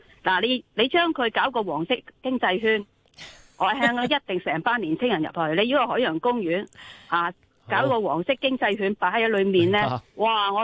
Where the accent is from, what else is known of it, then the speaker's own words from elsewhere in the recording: Hong Kong; 我係香港土生土長，